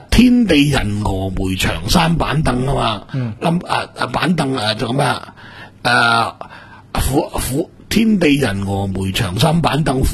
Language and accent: Cantonese; Guangdong, China; 呢个我哋广东人嘅一个俗语嚟噶